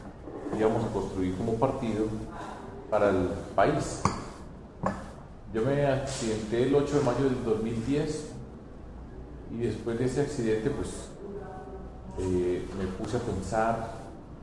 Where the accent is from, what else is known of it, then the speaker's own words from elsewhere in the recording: Medellín, Antioquia, Colombia; yo voy a trabajar por mi tierra. Yo ya fui alcalde de Medellín, no puedo creer más en Medellín porque no es posible.